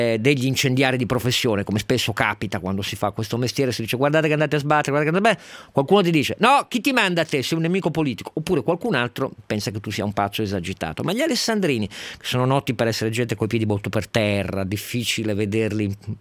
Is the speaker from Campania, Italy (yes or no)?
no; Piedmont, Italy; solo perché sono piemontese, quindi è ovvio, seguo un po' le cronache anche locali